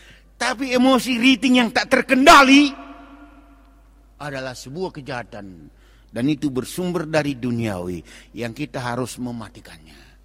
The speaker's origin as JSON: {"language": "Indonesian", "region": "North Sumatra", "country": "Indonesia", "said": "Kita orang Batak menyanyikan lagu kesayangan terhadap tanah Batak."}